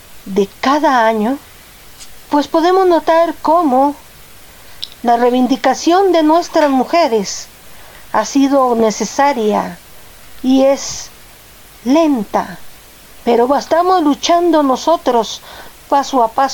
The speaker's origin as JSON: {"language": "Spanish", "country": "Guatemala", "said": "A pesar de que más del 60% de la población de Guatemala somos mujeres"}